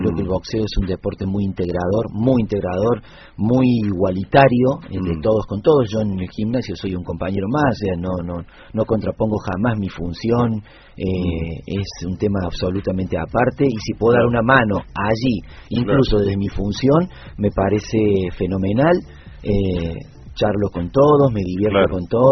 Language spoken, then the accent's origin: Spanish; Córdoba, Argentina; Soy cordobés, mi esposa es catamarqueña.